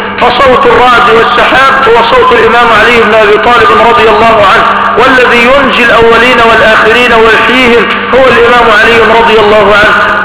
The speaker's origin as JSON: {"language": "Arabic", "country": "Egypt", "said": "لا عندنا في مصر كم واحد؟ ثلاث."}